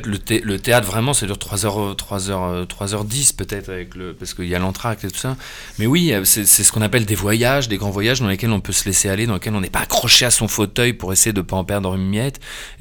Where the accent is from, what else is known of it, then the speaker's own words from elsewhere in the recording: Germany; moi qui n'ai pas vécu, j'ai grandi en Allemagne